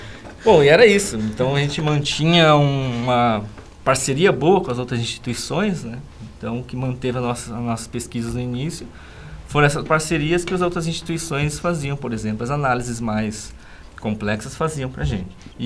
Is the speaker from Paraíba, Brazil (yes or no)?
no; São Paulo, Brazil; now in Sorocaba, Brazil; Eu, como paulistano, né, pessoa que nasceu lá em São Paulo, nunca gostei da cidade de São Paulo.